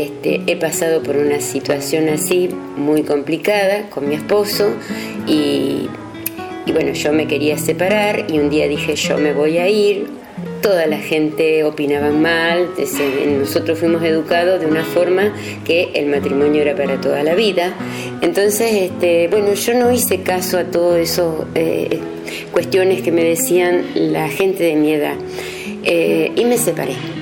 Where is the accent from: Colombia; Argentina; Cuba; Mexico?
Argentina; Soldini, Santa Fe; soy de Soldini. Te puedo hablar, por ejemplo, de la separación a pareja, de un divorcio. Bueno, yo tengo 72 años.